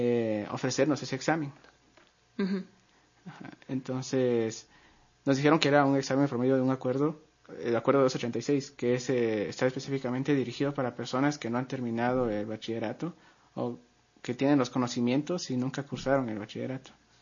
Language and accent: Spanish; Guatemala; si iba a decir que ya tengo un certificado que soy de Guatemala, no me iban a hacer el examen